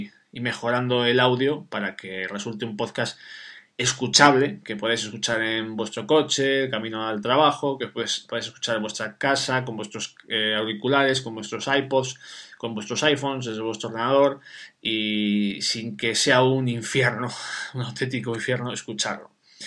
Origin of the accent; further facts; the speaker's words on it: Sahagún, Castile and León, Spain; de un pueblo que se llama Sahagún, que está en la provincia de León, que es mi pueblo, como a mí me gusta llamarla, la costa del adobe.